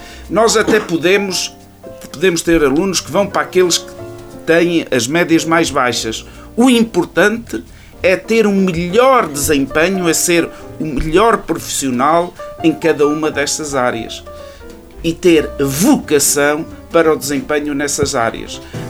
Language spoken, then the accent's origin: Portuguese; Ervedal, Centro, Portugal; eu nasci aqui, eu sou natural de Oliveira, do Arvedal, de Oliveira do Hospital.